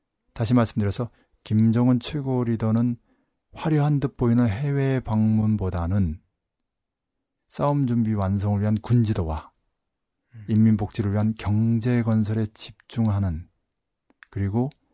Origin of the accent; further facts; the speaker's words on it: South Korea; 남은 태어나서 자라온 곳이고 알게 모르게 접한 곳이기 때문에 너무나 잘 알고